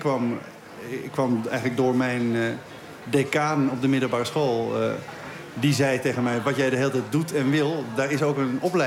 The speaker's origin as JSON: {"language": "Dutch", "town": "Beverwijk", "region": "North Holland", "country": "Netherlands", "said": "Ik had het schooltoneel gedaan, maar dat stelde bij ons in Beverwijk niet heel veel voor."}